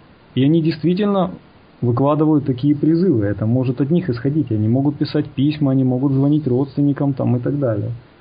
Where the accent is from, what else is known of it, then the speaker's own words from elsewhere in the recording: Kyiv, Ukraine; Хотя вот он человек с Западной Украины, а я, получается, киевлянин.